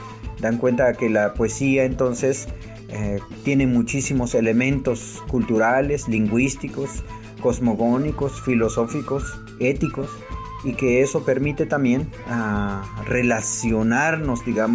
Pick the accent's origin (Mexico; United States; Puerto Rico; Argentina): Mexico; Jocosic, Chiapas; soy originario de Jocosic, municipio de Huistán, Chiapas.